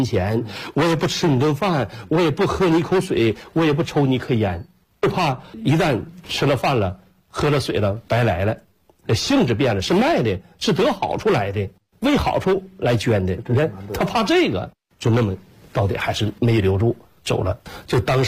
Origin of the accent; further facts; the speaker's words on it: Shandong, China; now in Northeast China; 就搁山东，我说我是搁山东，我老家是山东人，我们也是下关东来到东北的